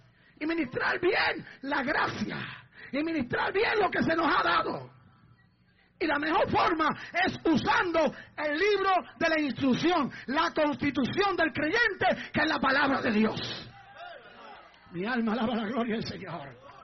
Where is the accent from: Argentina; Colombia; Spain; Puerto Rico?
Puerto Rico; Yo digo que ahora los mexicanos ahí debo estar yo, que soy puertorriqueño.